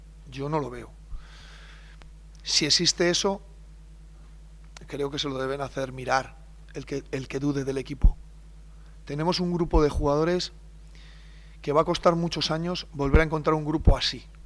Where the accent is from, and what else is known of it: Soria, Castile and León, Spain